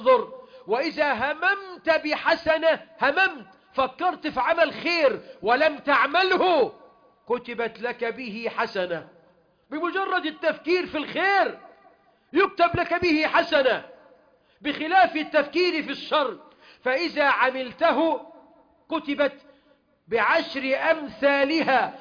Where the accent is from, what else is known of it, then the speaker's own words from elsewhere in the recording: Egypt; اللهم اجعل بلدنا مصر أمنا أمانا